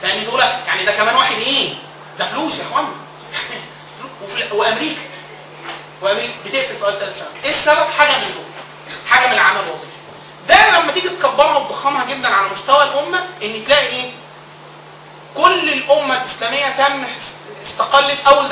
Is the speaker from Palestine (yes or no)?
no; Upper Egypt, Egypt; وطبعا انا من الصعيد اصلا